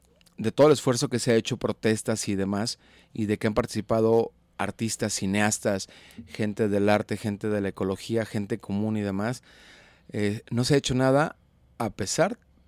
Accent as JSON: {"language": "Spanish", "town": "Juanacatlán", "region": "Jalisco", "country": "Mexico", "tie": "born or raised there", "said": "Yo hacía una referencia a mi pueblo, Juanacatlán"}